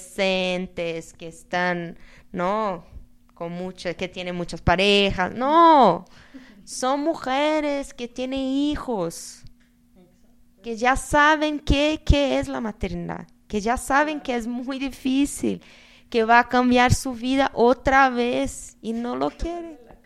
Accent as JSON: {"language": "Spanish", "country": "Brazil", "said": "Yo no soy tan optimista así porque vengo de Brasil"}